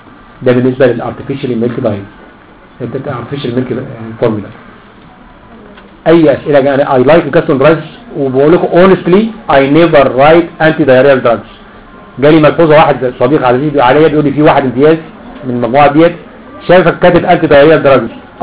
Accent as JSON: {"language": "Arabic", "country": "Egypt", "said": "اللي هو مفهوم لبن الرايب بالنسبه لنا احنا كمصريين"}